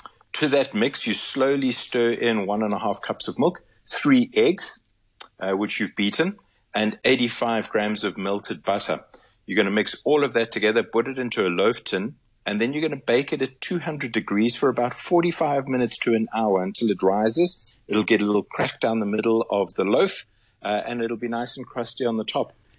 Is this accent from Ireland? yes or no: no; South Africa; So to visit it as a South African is quite a treat.